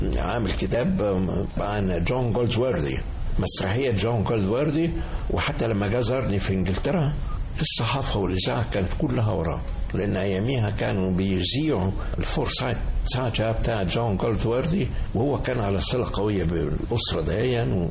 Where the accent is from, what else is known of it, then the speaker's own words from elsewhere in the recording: Cairo, Cairo Governorate, Egypt; also born or lived in Mansoura; وبعد كده جينا انتقلنا إلى مصر هنا ما كنت طفل صغير